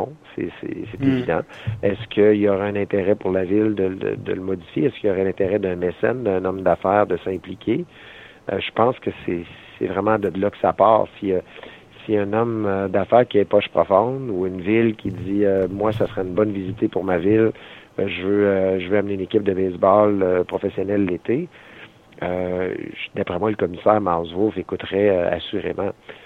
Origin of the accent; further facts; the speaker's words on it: Quebec, Canada; moi je viens de l'Abitibi, là, donc okay. Je suis pas originaire d'ici, puis encore moins du Saguenay.